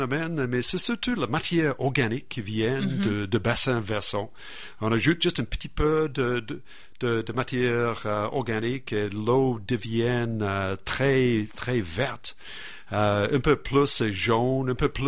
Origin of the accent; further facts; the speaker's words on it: New Zealand; French is a second language; Moi, je viens de la Nouvelle-Zélande et c'est là que, surtout l'île du Nord, il y a dans les cratères des volcans